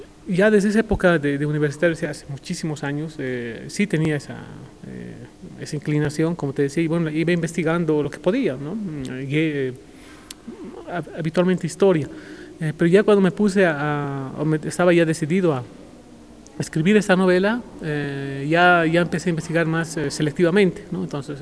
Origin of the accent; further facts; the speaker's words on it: Bolivia; Nosotros como sociedad boliviana, nuestros abuelos, y nosotros también